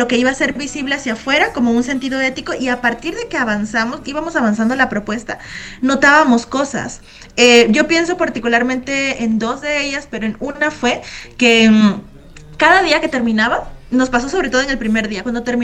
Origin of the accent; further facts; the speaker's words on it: Tabasco, Mexico; nosotras somos de Tabasco, todas, somos tres